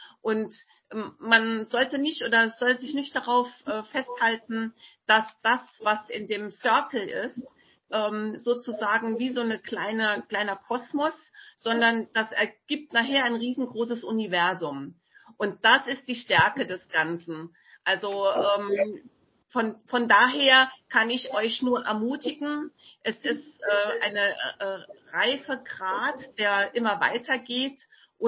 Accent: Saarland, Germany; Ich komme aus dem Saarland.

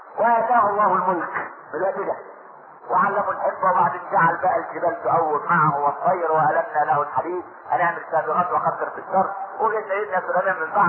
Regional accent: Egypt; عشان احنا ما كناش كمصريين

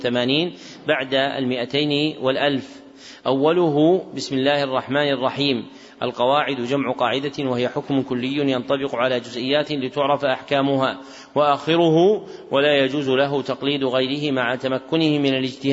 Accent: Najd, Saudi Arabia; منهم من أهل بلدنا نجد

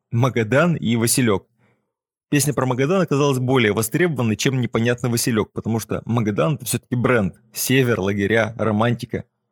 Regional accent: Novosibirsk, Novosibirsk Oblast, Russia; Я из Новосибирска. Это там, где иногда бывает холодно. И там я начал заниматься музыкой.

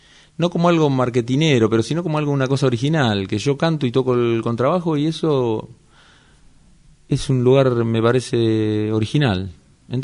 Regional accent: Avellaneda, Buenos Aires Province, Argentina; De Avellaneda también.

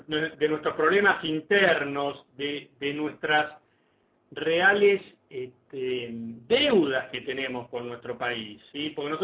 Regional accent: Argentina; haciéndonos responsables de que somos argentinos y que nuestro país tiene que engrandecerse

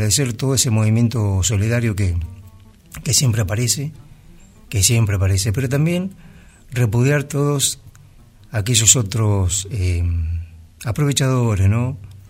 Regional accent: Bahía Blanca, Buenos Aires Province, Argentina; la ciudad de Bahía Blanca, aquí cerquita. Ciudad donde yo nací, ciudad donde me crié.

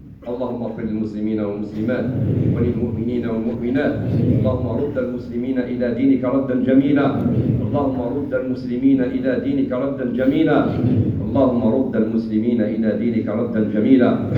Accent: Algeria; والحمد لله في بلدنا الجزائر تبرعات قوية على مستوى الدولة ومستوى الشعب

